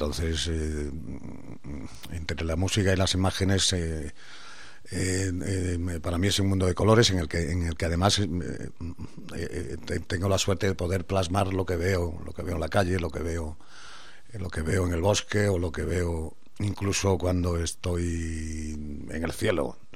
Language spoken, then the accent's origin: Spanish; Galicia, Spain; Parece que yo soy granaíno, pero no, soy gallego